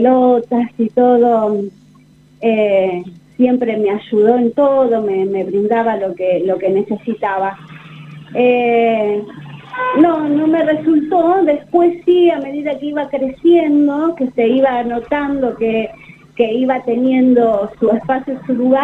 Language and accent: Spanish; General Pico, La Pampa, Argentina; also born or lived in Bahía Blanca / Buenos Aires; now in Santa Rosa, Argentina; yo nací en Bahía Blanca, mi infancia la hice en General Pico, y bueno, después estuve con mis padres tanto como en Buenos Aires y vinimos nuevamente para Santa Rosa, donde, bueno, acá hicimos pie y nos quedamos.